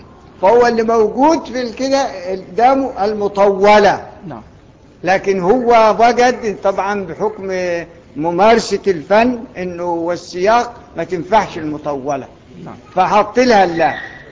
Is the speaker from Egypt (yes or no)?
yes; Egypt; احنا ناس مصريين ما بيقروش ورش الا للتعلم